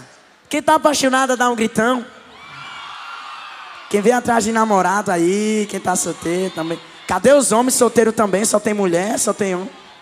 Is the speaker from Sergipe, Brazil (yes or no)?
yes; Santa Maria, Sergipe, Brazil; Como eu sou do Sergipe, vai bater palma mais uma vez. Sou de Santa Maria